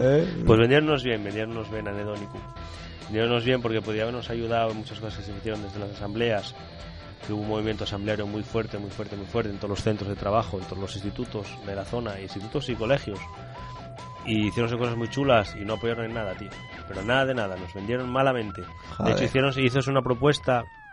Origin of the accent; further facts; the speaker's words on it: Asturias, Spain; ¿tú no ves que yo soy asturiano? ¿Tú crees que me vas a acojonar a mí siendo asturiano yo?